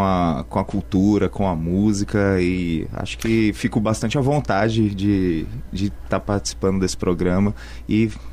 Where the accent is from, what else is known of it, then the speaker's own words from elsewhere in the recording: São Paulo, Brazil; Eu sou paulista.